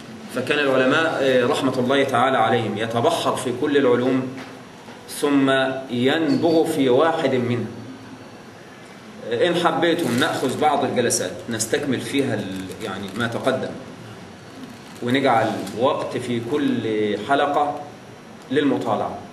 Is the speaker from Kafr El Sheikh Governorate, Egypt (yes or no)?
no; Damietta, Damietta Governorate, Egypt; كان في عندنا في دمياط مقرأة كل ليلة ثلاثاء